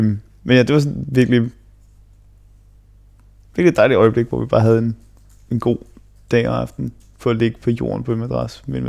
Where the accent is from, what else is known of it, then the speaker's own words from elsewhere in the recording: Esbjerg, Region of Southern Denmark, Denmark; born there; also born or lived in Qatar; jeg blev født i Esbjerg i det herrens år 1994. Og så flyttede jeg med min familie, med mine forældre selvfølgelig. Det er ikke noget, man gør selv som 3-årig. Jeg flyttede til Katar, hvor vi boede i halvandet 2 år